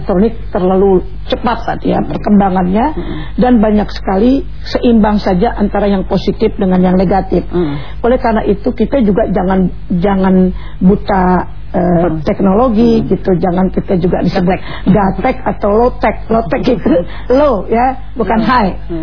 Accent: Jakarta, Indonesia; Orang tua udah bingung, sebagai orang Betawi saya ini ya, dulu selalu begitu.

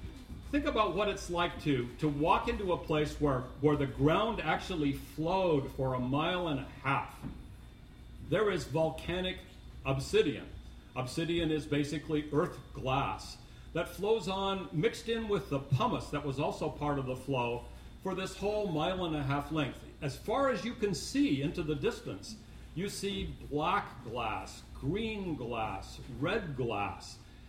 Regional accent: Lakeview, Oregon, United States; Where I grew up in Lakeview was over a volcanic plateau

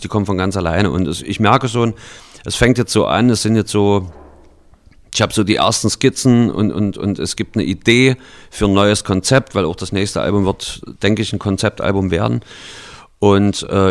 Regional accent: Halle, Saxony-Anhalt, Germany; dem Lied über meine Heimatstadt Halle, die Stadt, die keiner kennt

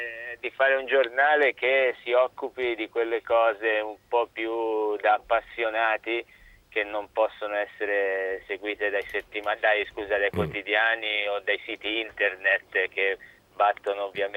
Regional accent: Livorno, Tuscany, Italy; Ma io sono livornese

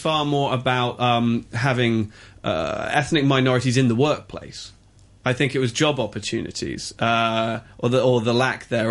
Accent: England, United Kingdom; But then we are both English and white.

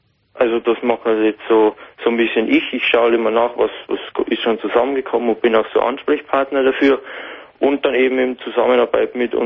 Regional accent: Bavaria, Germany; aber bei uns natürlich in Bayern kommt eben das Problem hinzu, dass wir eben mit unserem mit unserem Dialekt, genau.

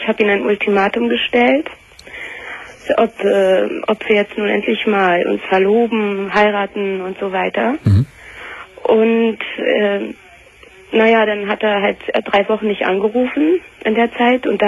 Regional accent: Germany; born there; Ich bin in Deutschland geboren und meine Vorfahren halt nicht.

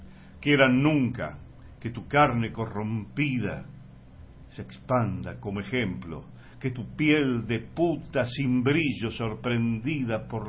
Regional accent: Buenos Aires, Argentina; born there; now in Córdoba, Argentina; soy porteño renegado devenido en cordobés.

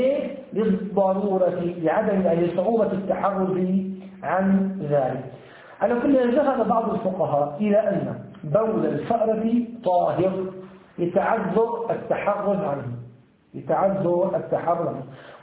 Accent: Syria; يعني في عندنا في الشام وهنا كذلك لا يوجد هذه الفئران

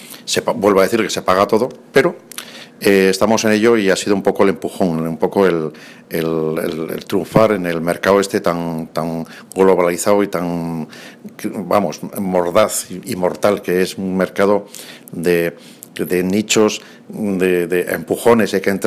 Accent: Cascante, Navarre, Spain; somos nacidos en Cascante, somos de Cascante, yo nací en casa, entonces nacíamos en casa

